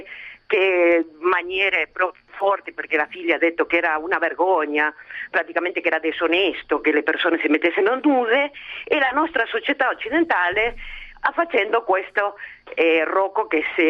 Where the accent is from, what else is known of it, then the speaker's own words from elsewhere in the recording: Argentina; now in Italy; Sono argentina, sono 20 anni che abito qua in Italia, sono italiana, mio nonno era italiano.